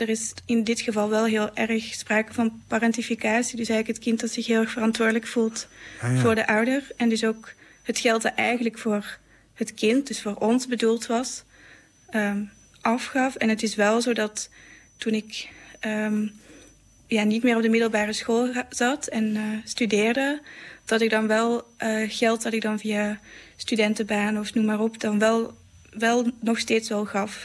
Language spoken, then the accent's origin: Dutch; Belgium; now in Netherlands; ik kom zelf uit België en het is nu in Nederland.